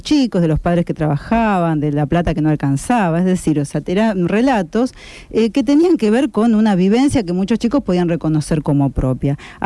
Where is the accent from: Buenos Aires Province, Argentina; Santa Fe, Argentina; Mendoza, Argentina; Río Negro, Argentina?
Santa Fe, Argentina; Rosario; Usted sabe que yo soy rosarina de Central.